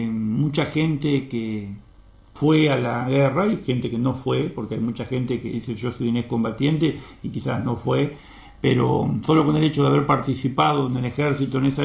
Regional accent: Argentina; Y yo me crié con ese dolor, como todo argentino, de lo que pasó en Malvinas.

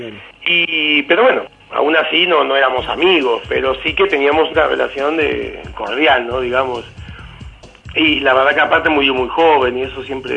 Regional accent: Uruguay; yo soy uruguayo, soy hincha de Peñarol.

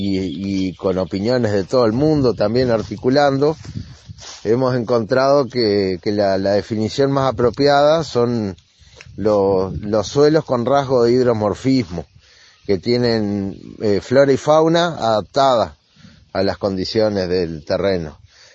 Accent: Gualeguaychú, Entre Ríos, Argentina; soy acá de Rincón del Gato, es una zona rural acá de Gualeguaychú, Entre Ríos.

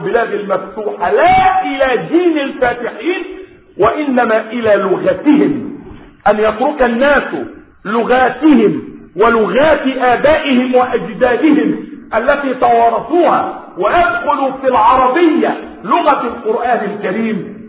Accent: Egypt; يعني بلدكم مصر هذه لم تكن تتكلم باللغة العربية، بلادنا مصر لم تكن تتكلم باللغة العربية

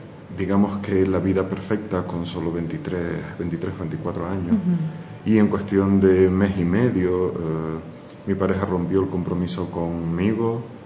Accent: Spain; born there; soy de nacionalidad española, nací en España

